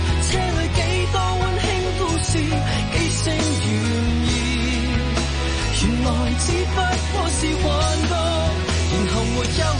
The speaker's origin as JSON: {"language": "Cantonese", "country": "Hong Kong"}